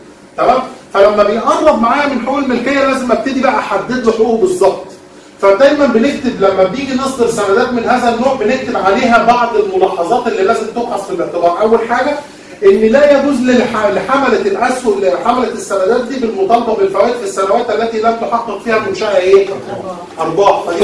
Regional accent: Egypt; عاده يا جماعه عندنا في مصر بيبقى الموضوع ده مش منتشر قوي

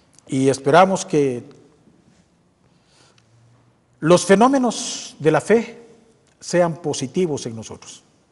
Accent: Guatemala; Somos guatemaltecos. Y les vuelvo a decir, estamos todavía en Guatemala.

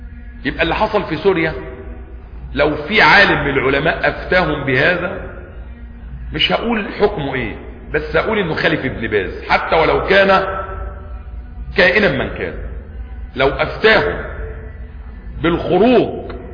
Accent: Egypt; لان احنا عندنا في سيناء جيش تاني وفي غرب القناة الجيش التالت

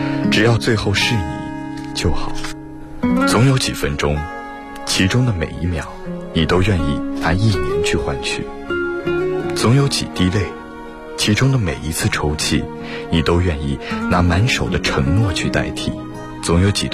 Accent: Jinhua, Zhejiang, China; 我来自浙江金华，我是一名在校大学生。

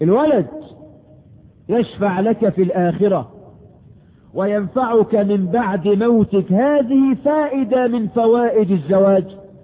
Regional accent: Egypt

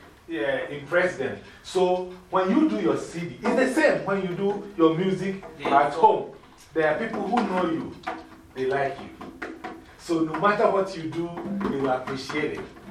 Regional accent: Ghana; moved away as an adult; now in United States; I went to college here when I came from Ghana, half state. It's called State University of Bradford. State University of New York, Bradford, Rochester. Okay, now, there were three Ghanaians at the college.

